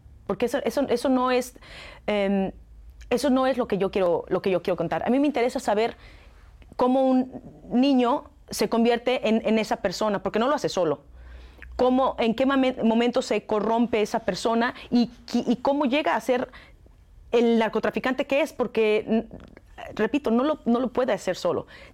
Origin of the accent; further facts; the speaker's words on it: Mexico; lo que siento yo como mexicana